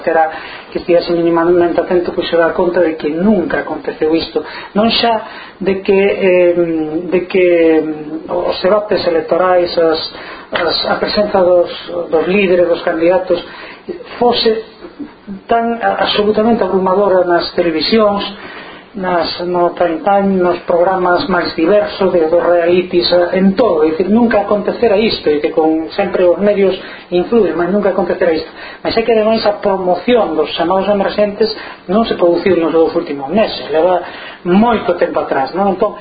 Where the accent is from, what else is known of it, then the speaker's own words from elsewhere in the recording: Galicia, Spain; asumir que Galicia é unha nación, que eu son galego e por tanto que entendo que a miña nación ten dereito a ser unha nación libre